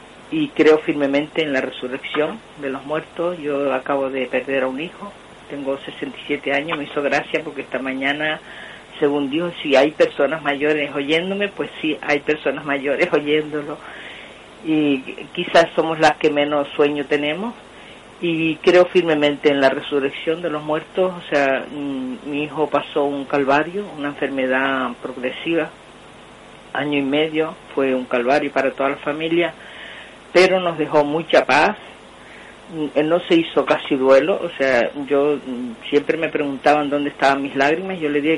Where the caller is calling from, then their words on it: Tenerife, Canary Islands, Spain; de Tenerife.